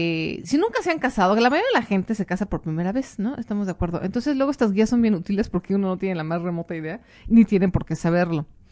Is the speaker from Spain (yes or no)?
no; Mexico; no lo dejen todo como el mexicano, ahí a la última hora, ¿no? Somos famosos por eso